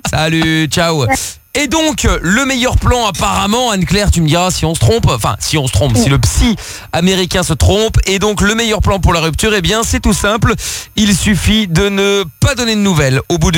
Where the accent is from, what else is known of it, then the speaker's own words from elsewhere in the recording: Portugal; on est parti en vacances, moi je suis parti chez moi au Portugal, elle est partie avec ses parents, je sais plus où.